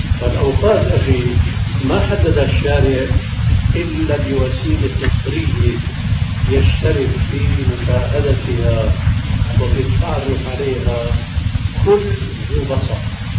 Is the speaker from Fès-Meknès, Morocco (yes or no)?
yes; Meknes, Fès-Meknès, Morocco; في بلدي مكناس مغرب